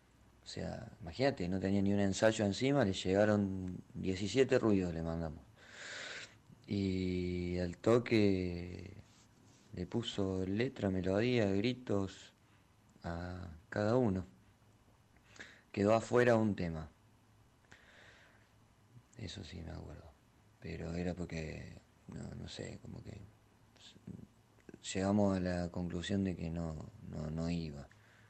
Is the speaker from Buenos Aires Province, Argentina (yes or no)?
no; Villa María, Córdoba, Argentina; Nosotros somos tres de Villa María y Adrián de Buenos Aires